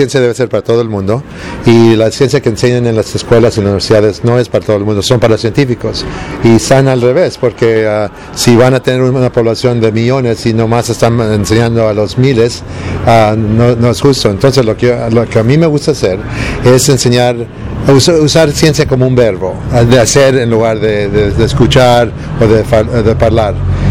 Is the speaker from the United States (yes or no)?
yes; United States; born or raised there; also born or lived in Mexico